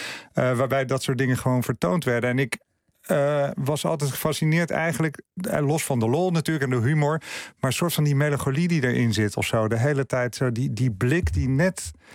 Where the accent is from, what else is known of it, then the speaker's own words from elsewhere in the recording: Zoetermeer, South Holland, Netherlands; Waar ik opgroeide in Zoetermeer.